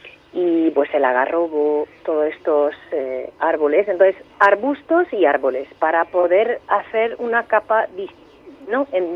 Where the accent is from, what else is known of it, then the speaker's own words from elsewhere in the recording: Cariatís, Andalusia, Spain; pues concretamente en mi pueblo, en Cariatís, que está, bueno, en un valle a 70 kilómetros al norte de Almería